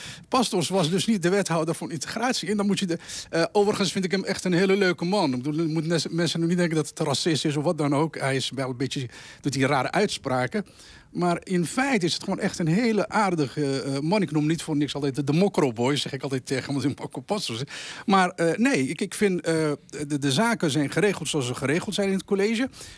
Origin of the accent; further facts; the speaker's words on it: Rotterdam, South Holland, Netherlands; als Rotterdammer